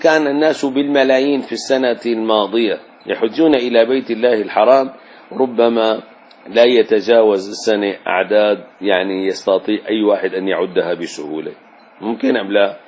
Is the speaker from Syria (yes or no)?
yes; Damascus, Damascus Governorate, Syria; يعني لحنا لو رجعنا لدمشق بلدنا نجد سابقا فيها البيوت